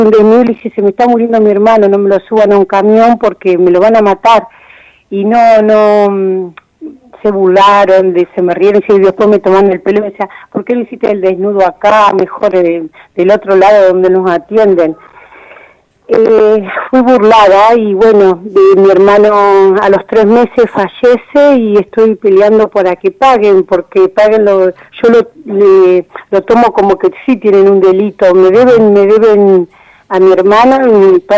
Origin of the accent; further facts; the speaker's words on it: Olavarría, Buenos Aires Province, Argentina; soy de Olavarría.